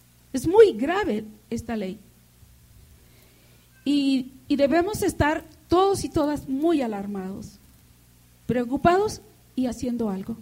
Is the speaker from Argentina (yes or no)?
no; Mexico; la violación de nuestros derechos humanos colectivos como pueblo mexicano